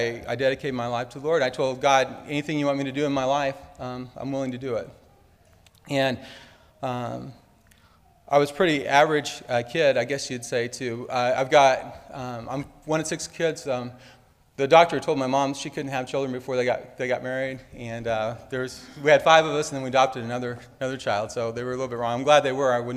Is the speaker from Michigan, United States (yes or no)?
no; Iowa, United States; also born or lived in Missouri; now in Arkansas, United States; And I grew up in Iowa. So I was kind of joking with somebody the other day. I started off in Iowa, and then I was in the military for a while, so I was all over the place. And then spent quite a while in Missouri. And here I am in Arkansas.